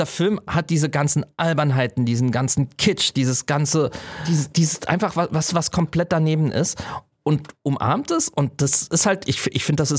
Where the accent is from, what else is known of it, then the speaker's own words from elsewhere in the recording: Saarland, Germany; ich komme aus dem Saarland.